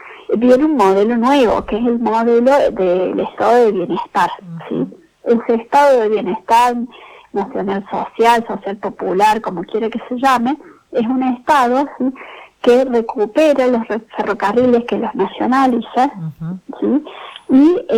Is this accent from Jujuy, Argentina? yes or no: no; Cruz del Eje, Córdoba, Argentina; Yo soy de Cruz del Eje, nací, uh-huh, en Cruz del Eje